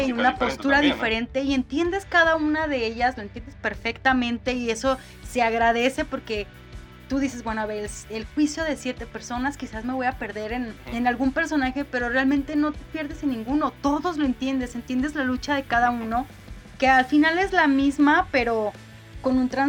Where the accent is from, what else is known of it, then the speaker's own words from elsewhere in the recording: Mexico; no tuvo nada que ver quizás con nosotros como mexicanos